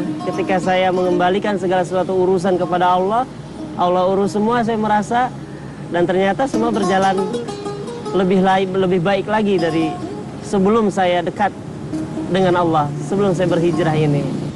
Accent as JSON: {"language": "Indonesian", "town": "Cikampek", "region": "West Java", "country": "Indonesia", "tie": "born there", "said": "Saya lahir di Cikampek."}